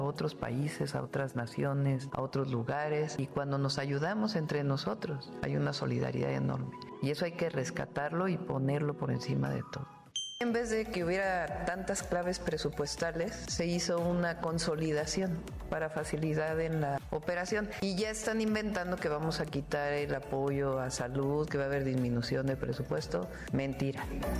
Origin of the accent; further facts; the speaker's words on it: Mexico; Como somos los mexicanos.